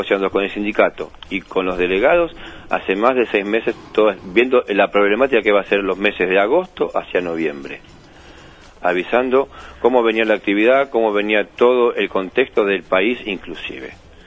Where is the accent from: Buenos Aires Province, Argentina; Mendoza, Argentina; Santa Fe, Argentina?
Buenos Aires Province, Argentina; Berazategui; now in Roque Pérez, Argentina; De Berazategui.